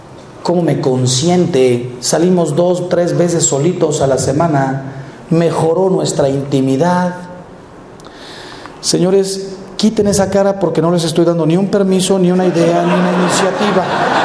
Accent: Mexico; Miren, yo soy mexicano y estamos aquí, pues me imagino que puros mexicanos. Hay que reconocer que en este país tenemos una filosofía que yo la llamo cara de piedra.

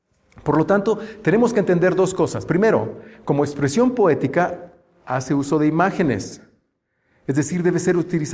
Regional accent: Mexico; como mexicanos sabemos que también se refiere a la actitud de las personas

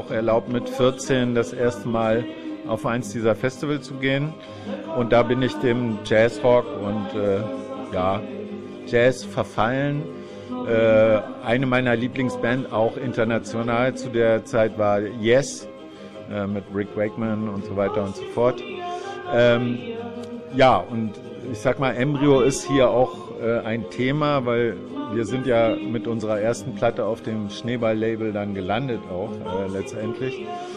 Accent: Vlotho, North Rhine-Westphalia, Germany; dass ich in der Gegend aufgewachsen bin bei Floto.

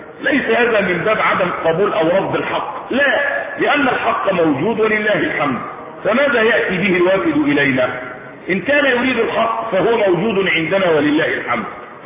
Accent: Egypt; احنا مصريين بس بنقول كلمه ايه الحق

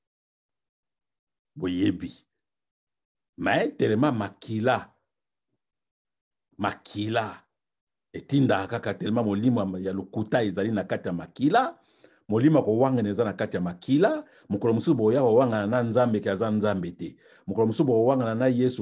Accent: DR Congo; Je suis congolais. Ce pays-là m'appartient.

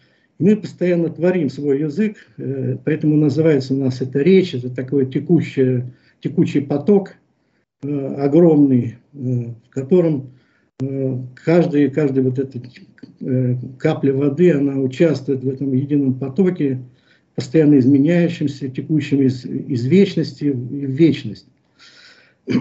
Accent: Moscow, Russia; Я москвич, мне 70 лет, я художник по призванию, образованию, профессии

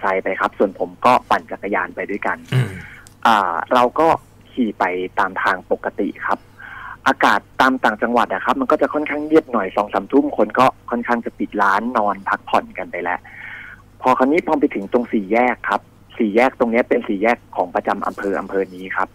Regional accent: Bangkok, Thailand; เราก็เป็นคนกรุงเทพ

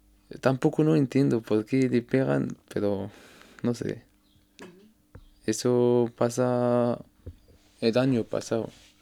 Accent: Tangier, Tanger-Tetouan-Al Hoceima, Morocco; Spanish is a second language; Soy de Tánger, mi ciudad se llama Tánger.

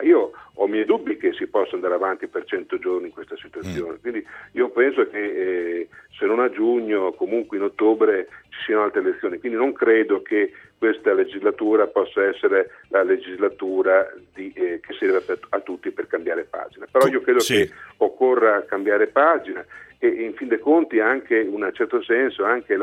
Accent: Emilia-Romagna, Italy; Sono romagnolo

